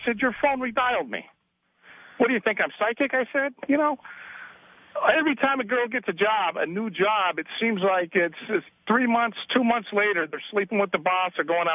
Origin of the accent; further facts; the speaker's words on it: Brooklyn, New York, United States; now in Los Angeles, United States; Right, I go back all the time. I'm from Brooklyn.